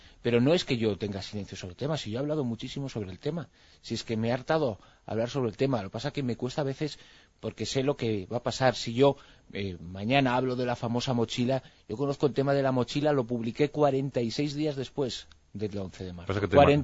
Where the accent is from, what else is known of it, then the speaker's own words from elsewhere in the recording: Spain; como español, sobre todo, ¿no? Como español y como persona que me siento mucho más afectada por el 11M que por el 11S